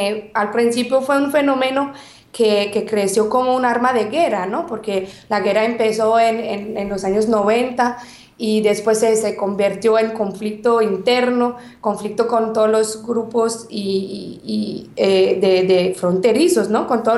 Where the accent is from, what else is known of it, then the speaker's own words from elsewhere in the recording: Quebec, Canada; first language French; Spanish is a second language; Yo soy abogada canadiense pues de Quebec, más que todo francoparlante. Entonces me disculpa el español si a veces me puedo equivocar.